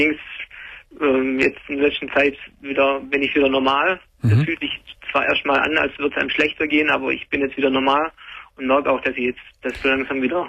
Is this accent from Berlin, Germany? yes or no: no; Baden-Württemberg, Germany; also ich komme aus Schwabenland und ja.